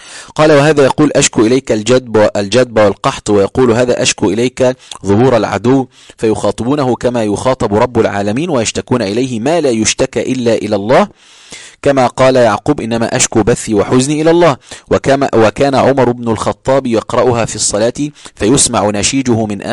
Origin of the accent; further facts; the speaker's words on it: Egypt; كل هذا شاب أنا شفته رأيته بعيني في قرى عندنا في مصر